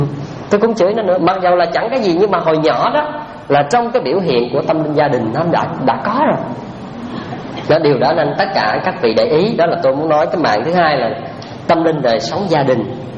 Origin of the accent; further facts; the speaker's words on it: Trà Ôn, Vĩnh Long, Vietnam; ở quê tôi ở Trà Ôn á, có một cái chuyện mà ngày hôm nay vẫn còn di chứng lại đó.